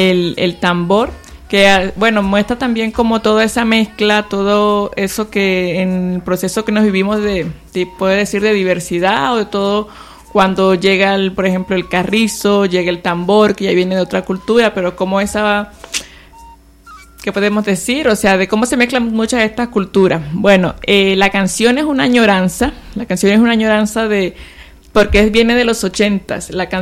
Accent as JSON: {"language": "Spanish", "region": "Sierra Nevada de Santa Marta", "country": "Colombia", "said": "Sierra Nevada de Santa Marta, de donde viene el pueblo cancuam, de donde soy yo."}